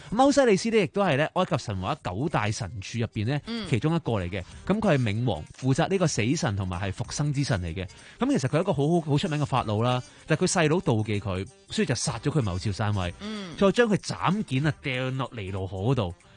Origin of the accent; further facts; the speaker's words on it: China; 咁我哋中國人嗰啲墳墓陵墓都大家都會知道啦。